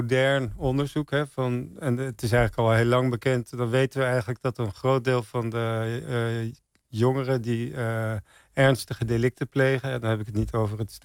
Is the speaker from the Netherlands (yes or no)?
yes; Santpoort, North Holland, Netherlands; Nee, ik kom uit Zandpoort. Het is een heel, tegen Bloemendaal aan.